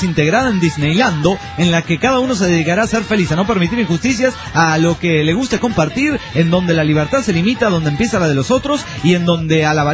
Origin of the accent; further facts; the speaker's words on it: Venezuela; Yo pienso, como muchos venezolanos